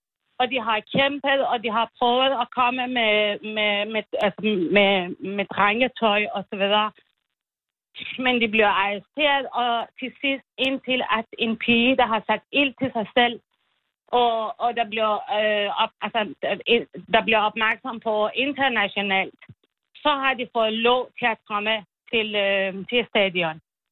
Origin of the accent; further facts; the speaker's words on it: Iran; Jo, jeg er selv iraner.